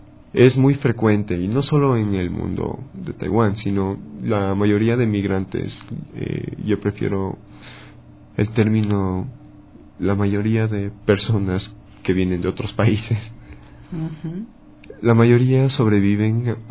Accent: Quito, Pichincha, Ecuador; born there; yo nací en Quito, soy quiteño, nacido.

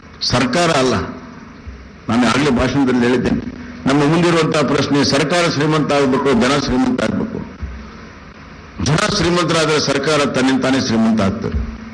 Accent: Karnataka, India; ಒಬ್ಬ ಕನ್ನಡಿಗನಾಗಿ ಅದನ್ನು ಚರ್ಚೆ ಮಾಡಬಾರದು.

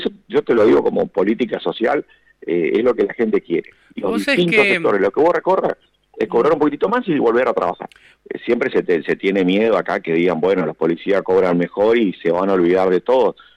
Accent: Apóstoles, Misiones, Argentina; Yo soy acá de Apóstoles Misiones, un municipio que está a 65 kilómetros de la capital misionera

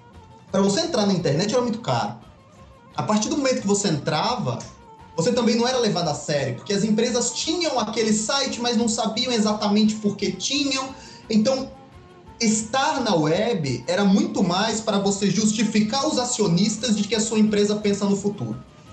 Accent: Alagoas, Brazil; Eu sou de Alagoas

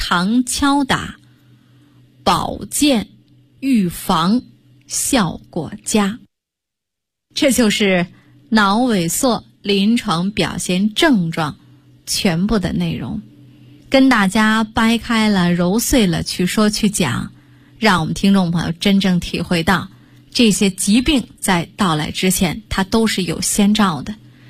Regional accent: Beijing, China; 但是呢咱们北京人的耿直和热情必须点个赞。

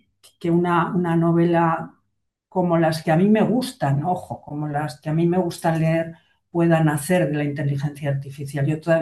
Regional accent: Aragon, Spain; me muevo muy bien en este ambiente mío, de mi tierra, ¿no? Me gusta Aragón.

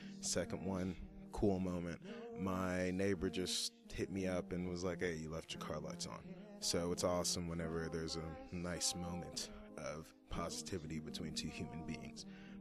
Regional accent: Dallas, Texas, United States; he used to live in one of the areas that I grew up in, Pleasant Grove. I don't like to call it a ghetto of Dallas.

